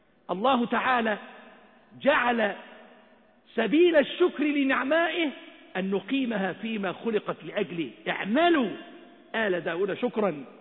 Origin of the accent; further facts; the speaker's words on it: Egypt; اللهم اجعل بلدنا مصر أمنا أمانا سخاء رخاء